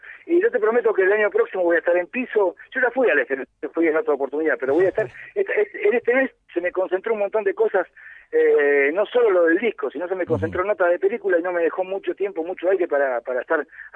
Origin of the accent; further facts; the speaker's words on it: Argentina; moved away; Yo me fui de Argentina.